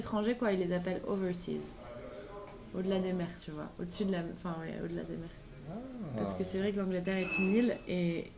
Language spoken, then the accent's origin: French; Pau, Nouvelle-Aquitaine, France; En plus, je viens de Pau, donc ça souvent me fait la blague.